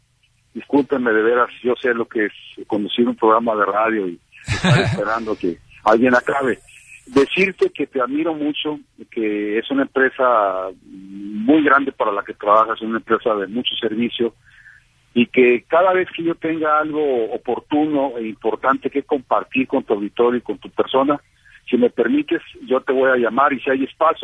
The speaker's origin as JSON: {"language": "Spanish", "country": "Mexico", "moved": "yes", "lives_now": "United States", "said": "como soldados somos todos los mexicanos que estamos en los Estados Unidos."}